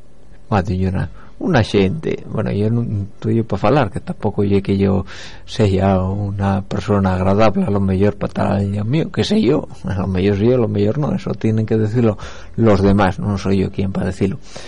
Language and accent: Spanish; El Franco, Asturias, Spain; al mi pueblo, hombre, para el concello del Franco.